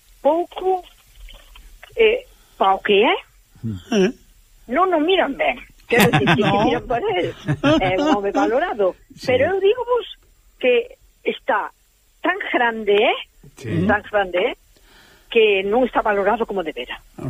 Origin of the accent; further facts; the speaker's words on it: Carril, Galicia, Spain; como eu son de Carril, será da Ameixas.